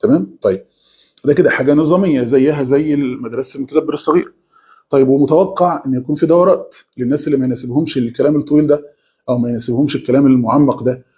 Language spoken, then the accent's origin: Arabic; Egypt; في اجازه اللي هي نص السنه عندنا في مصر